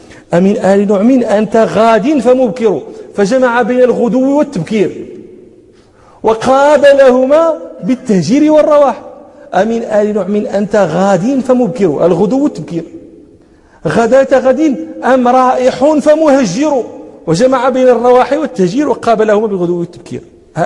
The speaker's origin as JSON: {"language": "Arabic", "country": "Morocco", "said": "افتحنا عندنا في المغرب الباكور، باكورة الفاكهة"}